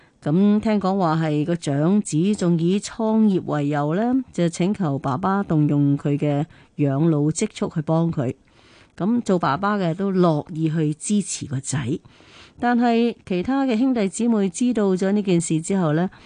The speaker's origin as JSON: {"language": "Cantonese", "country": "China", "said": "我哋中国人成日讲嗬，亲生仔不如近身前啊！"}